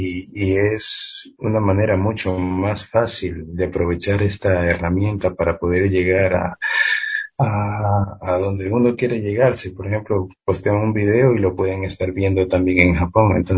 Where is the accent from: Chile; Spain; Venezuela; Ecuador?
Ecuador; Galápagos; Y Galápagos es mi hogar, Galápagos es mi tierra